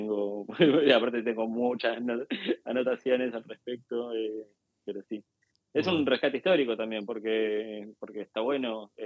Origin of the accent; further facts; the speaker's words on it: Argentina; de idiosincrasia argentina que está presente en mi trabajo. Sobre todo lo siento en que creo que como argentinos tenemos mucho más incorporado lo que es pensarnos como personas y como actores políticos